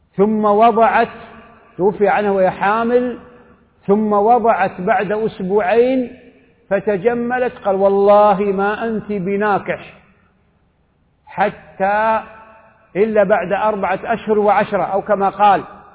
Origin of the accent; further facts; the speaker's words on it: Saudi Arabia; وقد أفضت القول في هذه الجماعة وفي هذه القاعدة في مجالس متعددة في بلدي السعودية وفي مواطن أخرى